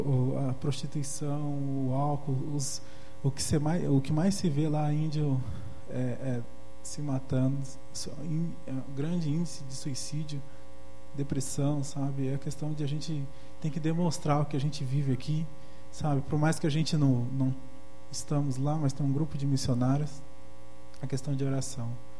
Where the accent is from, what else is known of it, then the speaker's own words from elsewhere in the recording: Mato Grosso do Sul, Brazil; Então, eu vim de Mato Grosso do Sul para fazer esse treinamento também